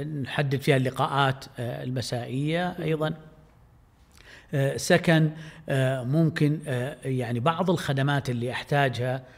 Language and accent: Arabic; Saudi Arabia; إذا كان لهم في مقابسهم خصوصية مختلفة عندنا في السعودية